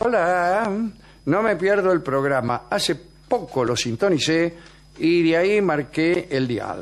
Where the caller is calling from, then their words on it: France; de Francia. Aquí son las 5 de la mañana.